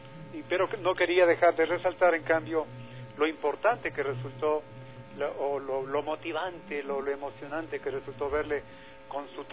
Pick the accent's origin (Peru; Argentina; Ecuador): Ecuador; nosotros suponemos eso como ecuatorianos